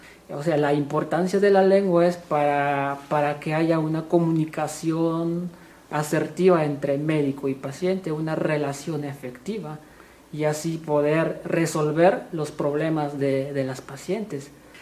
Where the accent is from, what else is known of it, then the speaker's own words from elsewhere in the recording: Chenalhó, Chiapas, Mexico; soy originario de Chenaló, en una comunidad que se llama Yibeljó, y hablo la lengua tzotzil.